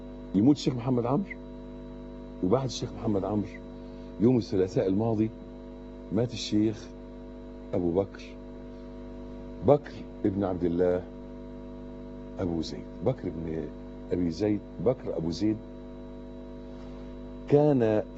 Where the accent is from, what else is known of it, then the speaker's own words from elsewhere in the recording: Egypt; ده بالنسبة لنا احنا كمصريين مشكلة اكبر، يعني لازم نفهمها كلنا كمصريين